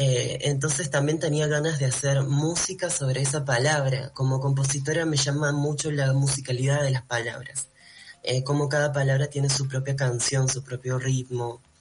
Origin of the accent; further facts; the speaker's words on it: Lima, Peru; yo vengo de una familia andina, me crié en Perú, mi familia es de Sicuani, de un pueblito del Cusco